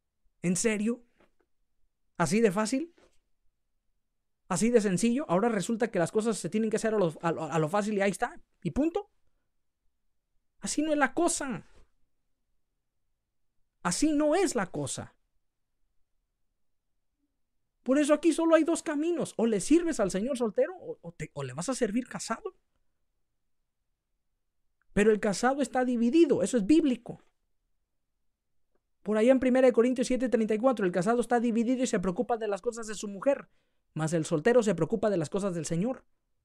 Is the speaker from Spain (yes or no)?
no; Mexico; Yo como mexicano, en los pueblos, en los ranchos